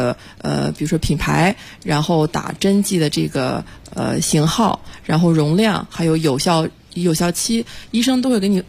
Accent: China; 也不一定适合我们中国人

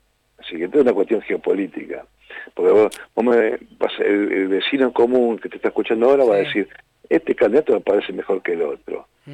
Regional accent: Haedo, Buenos Aires Province, Argentina; Yo soy de Aedo, de Racing. Y peronista

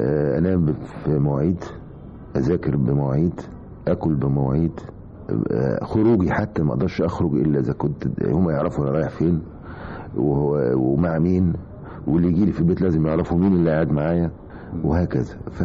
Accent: Alexandria, Alexandria Governorate, Egypt; والله أنا الحقيقة اتولدت في اسكندرية على البحر، يعني بيتي بيت أهلي وأبويا وأمي على البحر، بيني وبين البحر 100 متر تقريبا، ونشأت هناك وتربيت هناك لغاية لما دخلت الجامعة وتخرجت من الجامعة وأنا عايش في هذه المنطقة، منطقة اسمها جليم.

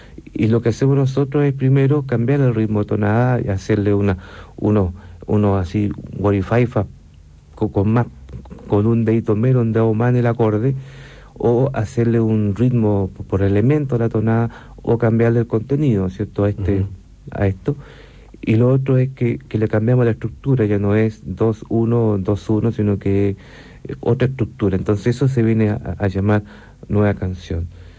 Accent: Valparaíso, Chile; Yo soy de Valparaíso.

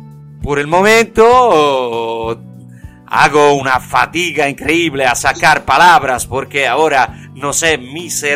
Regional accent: Italy; Spanish is a second language; Cuando a un americano le digo que soy italiano

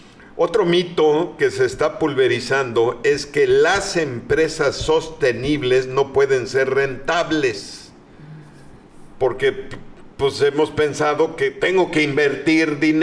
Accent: Mexico; Pues a festejar la mexicanidad, como de que no somos orgullosamente mexicanos y tenemos mucho, mucho que festejar.

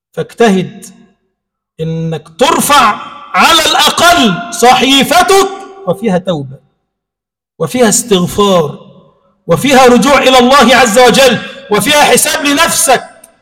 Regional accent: Egypt; اللهم اجعل بلدنا مصر بلدا آمنا مطمئنا

